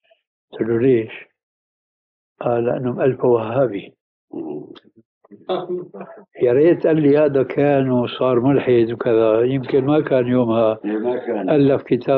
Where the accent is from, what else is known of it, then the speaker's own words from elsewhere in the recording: Syria; المدارس القديمة عندنا في الشام عبارة عن طابقين في باحة سماوية واسعة فيها بحيرة.